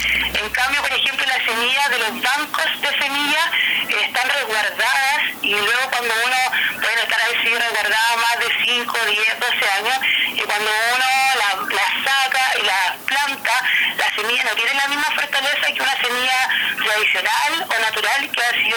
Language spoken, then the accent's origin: Spanish; Temuco, Araucanía, Chile; now in Patagonia, Chile; como yo soy de Hualmapu, de Temuco, pero el año pasado tuve la invitación de irme para Patagonia